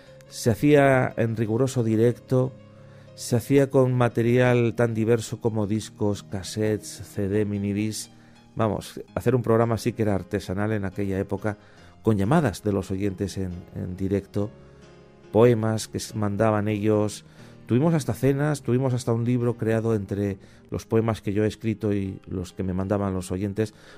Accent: San Sebastián, Basque Country, Spain; born there; yo nací en San Sebastián. Soy del antiguo, de la parte, digamos, de la zona casi ya alejada hacia la Sarte

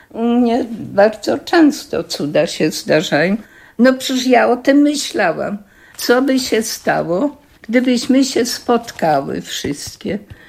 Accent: Chorzów, Silesian Voivodeship, Poland; born there; Urodziłam się w Chorzowie. Mój ojciec był górnikiem. Rodowód śląski. Najstarszą byłam w rodzinie z dzieci.

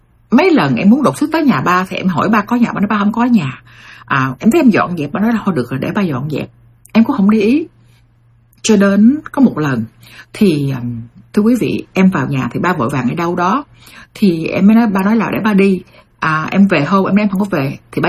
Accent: United States; Em bỏ qua rất là dễ bởi vì em lớn lên ở Mỹ và em hiểu cái người già cô đơn

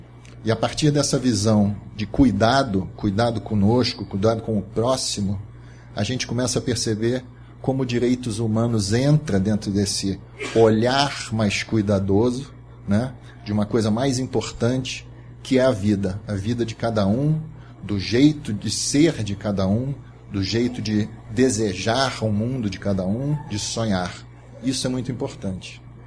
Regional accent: Rio de Janeiro, Brazil; afinal eu sou lá do Rio.

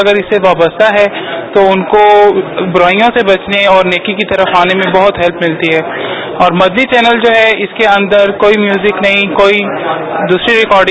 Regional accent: Multan, Punjab, Pakistan; اور میں ملتان سے ہوں

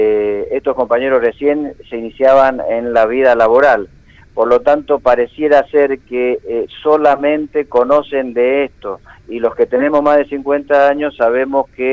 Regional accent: Argentina; Como argentino, ¿no? Te duelen, sí, como argentino, ¿no?

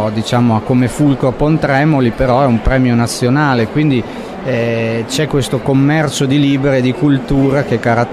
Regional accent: Parma, Emilia-Romagna, Italy; also born or lived in Turin; io sono nato a Torino, poi mi sono trasferito molto piccolo a Parma.

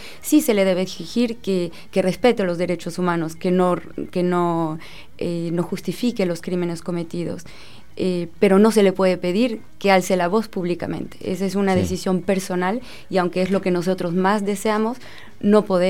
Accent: Mexico; moved away as an adult; now in France; Yo nací en México, viví en México hasta los 23 años. Actualmente vivo en Francia

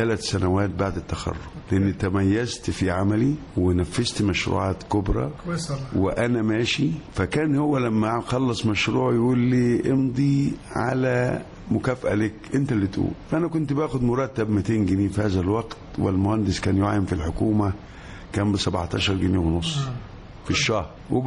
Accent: Gharbia, Egypt; ابتدائي في القرية، قرية البدنجانية، مركز الشنطة الغربية، والاعدادية في بلد جنبينا اسمها الجعفرية، والشنطة الثانوية

